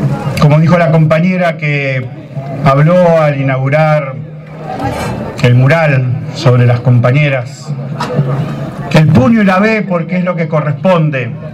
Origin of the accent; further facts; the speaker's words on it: Santa Fe, Argentina; Yo soy santafesino